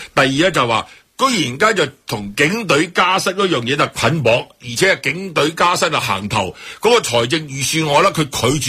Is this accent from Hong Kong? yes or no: yes; Hong Kong; 困扰我哋香港人啊，最大嘅困境系乜嘢咧？